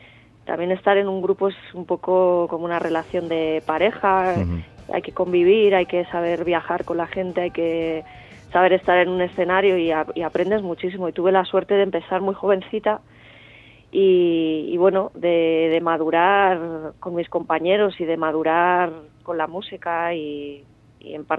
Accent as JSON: {"language": "Spanish", "town": "Bilbao", "region": "Basque Country", "country": "Spain", "also_born_or_lived": "Salamanca", "lives_now": "Madrid, Spain", "said": "Soy de Bilbao."}